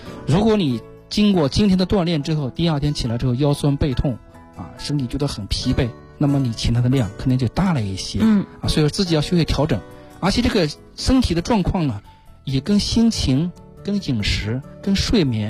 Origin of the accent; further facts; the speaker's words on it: China; 我们中国人